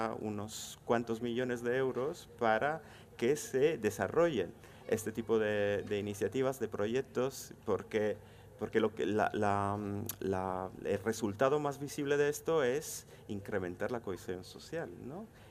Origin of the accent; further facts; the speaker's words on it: Italy; Spanish is a second language; También yo soy de Italia